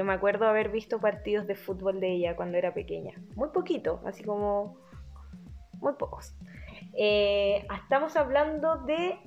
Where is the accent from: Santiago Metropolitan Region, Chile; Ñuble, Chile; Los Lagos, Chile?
Santiago Metropolitan Region, Chile; Santiago; Acá la gente santiaguina, bueno, yo soy santiaguina.